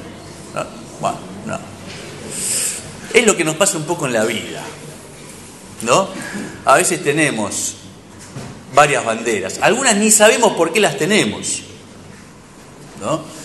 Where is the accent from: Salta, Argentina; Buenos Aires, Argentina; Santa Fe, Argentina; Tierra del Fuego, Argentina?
Buenos Aires, Argentina; born there; Pero nací en Mataderos